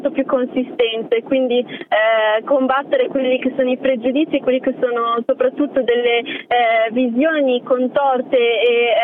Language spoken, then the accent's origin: Italian; Morocco; perché provengo dal Marocco e anche perché professo una religione che è differente dalla maggioranza.